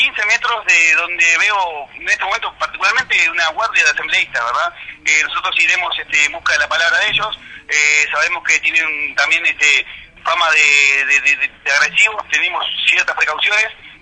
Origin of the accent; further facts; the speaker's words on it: Uruguay; Venimos acá de la República Oriental del Uruguay.